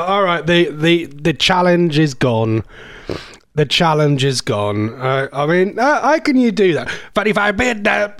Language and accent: English; East of England, United Kingdom; accent: Norfolk; And with my stupid Norfolk accent, it sounds 10 times worse as well.